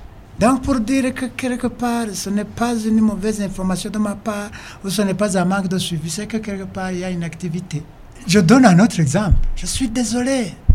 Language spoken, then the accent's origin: French; Burundi; Je suis burundais comme tous les autres.